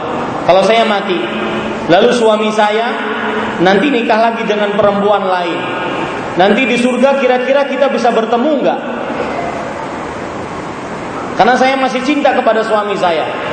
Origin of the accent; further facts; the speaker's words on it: Banjarmasin, South Kalimantan, Indonesia; Din, pulang ke Indonesia. Kenapa pak? Di Banjarmasin kota saya lagi musim durian.